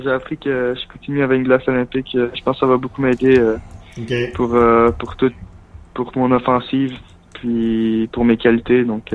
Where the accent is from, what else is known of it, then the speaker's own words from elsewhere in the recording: Quebec, Canada; Parce que pour moi, je suis Québécois.